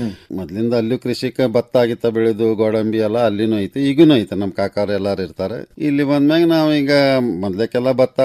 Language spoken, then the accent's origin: Kannada; Todur, Karnataka, India; now in Dharwad, India; ನಮ್ಮ ಊರು ಮೊದಲಿಗೆ ಫಸ್ಟ್ ಕಾರವಾರ, ಕಾರವಾರದೊಳಗೆ ತೋಡೂರು. ಈಗ ಧಾರವಾಡಕ್ಕೆಲ್ಲನೂ ಎಲ್ಲರೂ ಸೆಟ್ಲ್ ಆಗಿ